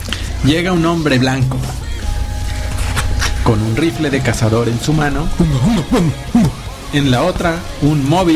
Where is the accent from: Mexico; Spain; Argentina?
Mexico; Y entonces, pues como todos los tercermundistas, como nosotros mexicanos, también haríamos lo mismo.